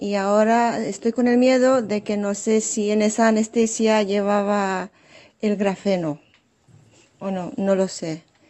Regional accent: Romania; Spanish is a second language; now in Lloret de Mar, Spain; Soy rumana húngara, pero vivo en España y Lloret de Mar.

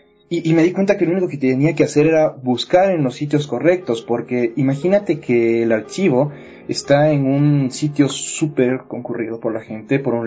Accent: Ecuador; yo, como ecuatoriano, bueno, sabía que yo tenía un patrimonio cultural

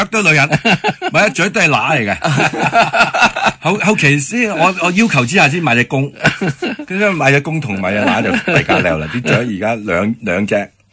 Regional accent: Hong Kong; 咁我哋香港人，我哋嗰代嘅香港人啦，尤其是，咁讲普通话系一定系有啲好地道嘅口音噶嘛

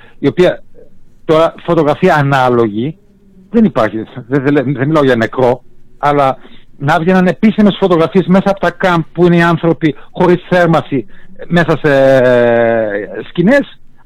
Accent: Germany; Γεννήθηκα, μεγάλωσα στη Γερμανία.

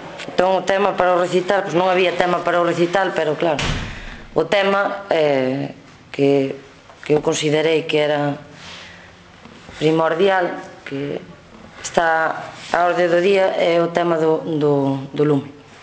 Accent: Andrade, Galicia, Spain; son de Andrade, son de fora, son do Ribeiro.

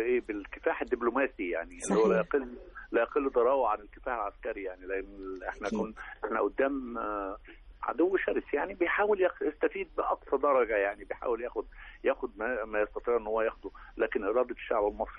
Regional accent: South Sinai, Egypt; احنا عندنا سياحه دينيه عندنا في سيناء

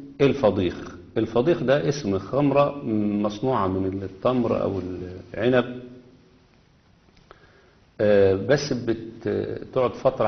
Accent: Egypt; لأن كلمة صعيد أصلا عندنا الصعيد في مصر، الصعيد في مصر ديت الطريق الصاعد اللي بيتوجه إلى الجنوب

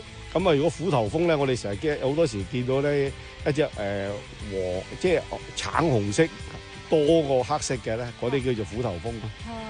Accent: Hong Kong; 因為以前香港是很少人的，我們住一條村，去要去個墟呢我要走半個鐘頭的

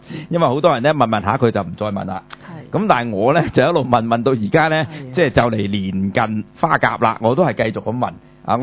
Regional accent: China; 咁就點解我唔係美國人？點解我係中國人？

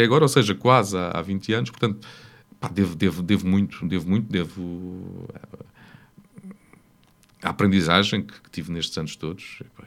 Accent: Ribatejo, Portugal; Quer dizer, sou um ribatejano. Não tenho nenhum orgulho especial por ser ribatejano. Sou ribatejano.

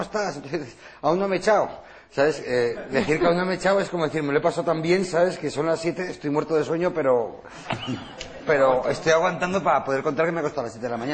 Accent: Spain; los hombres españoles estamos siempre dispuestos a hacer el amor, porque somos unos machos españoles

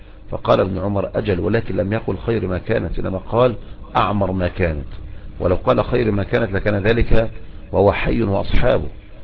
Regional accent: Egypt; لكن عندنا في مصر نقول بس يعني عن الكلام

